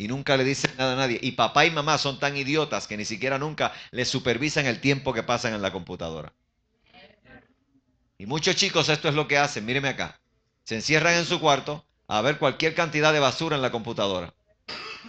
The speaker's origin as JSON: {"language": "Spanish", "country": "Puerto Rico", "tie": "born or raised there", "said": "Y me molestaban allá en mi país, en Puerto Rico"}